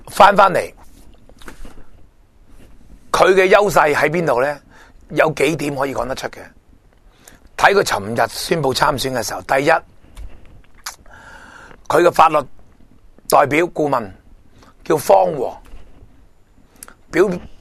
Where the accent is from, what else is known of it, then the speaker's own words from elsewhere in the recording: Hong Kong; 似唔似我哋香港人寄居咗落嚟香港